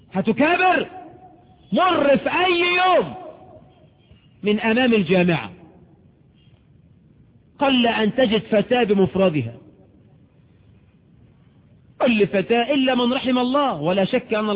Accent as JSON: {"language": "Arabic", "country": "Egypt", "said": "عندنا في مصر، ودي تقارير صادرة عن الجهات الرسمية"}